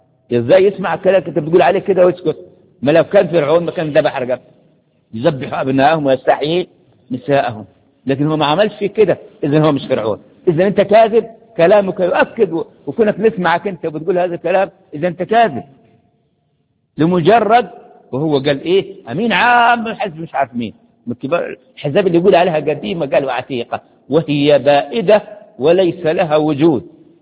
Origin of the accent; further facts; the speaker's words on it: Egypt; بلادنا بلادنا مصر عشان كيف يصلح حالها